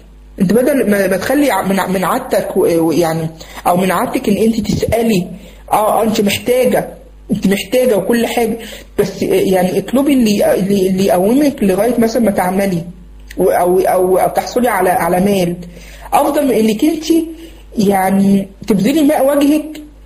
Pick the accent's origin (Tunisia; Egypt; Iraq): Egypt; فكه مثلا عندنا في مصر